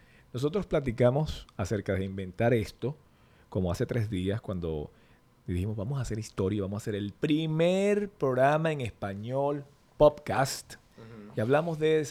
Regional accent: Venezuela; yo soy venezolano

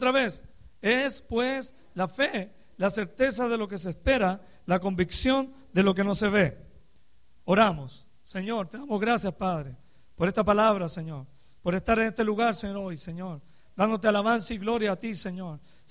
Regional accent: Chile; moved away as an adult; para algunos que no me conocen. Vengo de la República de Chile, Sudamérica. Aleluya. Y algún día volveré allá otra vez, ¿verdad? Tenemos casi 14 años aquí en este país.

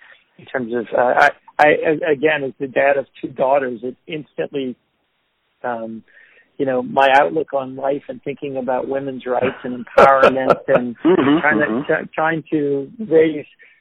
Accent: New Orleans, Louisiana, United States; And I am such a lover of my hometown. And most people in New Orleans have a Word document or an Excel spreadsheet

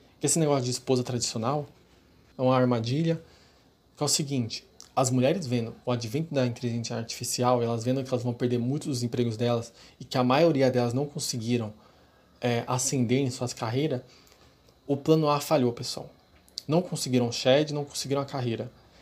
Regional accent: São Paulo, Brazil; Eu sou de São Paulo, pessoal.

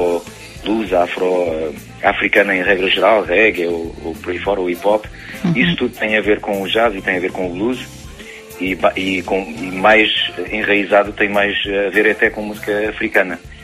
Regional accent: France; vivendo em França, nasci e cresci em França e depois, mais tarde, quis ligar-me às minhas raízes portuguesas

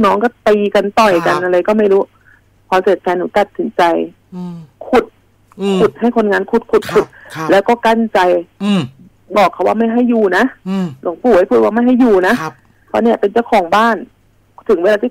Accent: Phetchabun, Thailand; หนูอะเป็นคนเพชรบูรณ์เนาะตอนนั้นหนูถือโอกาสกลับบ้าน

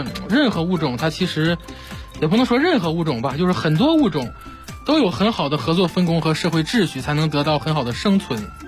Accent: Beijing, China

